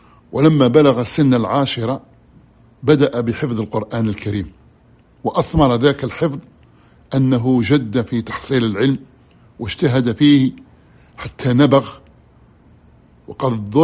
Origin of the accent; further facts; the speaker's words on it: Algeria; خطأ عندنا في الجزائر يقولوا